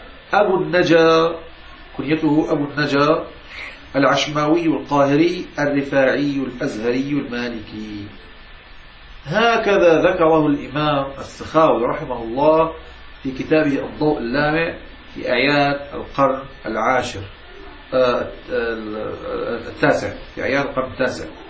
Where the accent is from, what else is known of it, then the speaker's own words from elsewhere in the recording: Morocco; وكما يفعل عندنا في المغرب